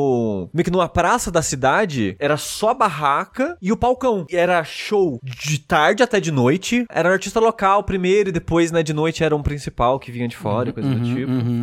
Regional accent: São Paulo, Brazil; A festa era tão grande, vinha gente de várias cidades em volta do Vale do Paraíba pra lá.

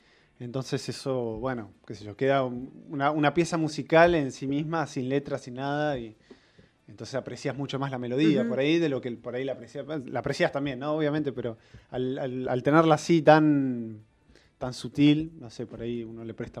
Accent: Mar del Plata, Buenos Aires Province, Argentina; yo soy de Mar del Plata y no sabía bien dónde grabarlo

